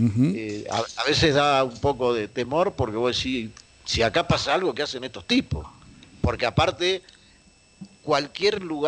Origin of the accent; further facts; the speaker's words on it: Argentina; cuando le decís que sos de Argentina